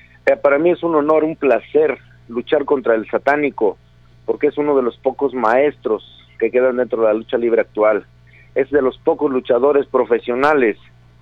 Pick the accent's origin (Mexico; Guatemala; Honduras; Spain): Mexico; Guadalajara, Jalisco; Pero sí me gustaría luchar más en mi tierra, en Guadalajara. Desafortunadamente no estoy viviendo en Guadalajara todavía aún